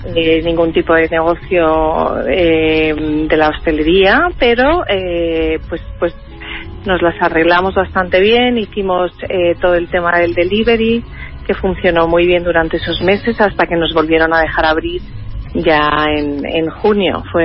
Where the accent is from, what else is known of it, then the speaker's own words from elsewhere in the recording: Madrid, Community of Madrid, Spain; born there; Sí, yo nací en Madrid.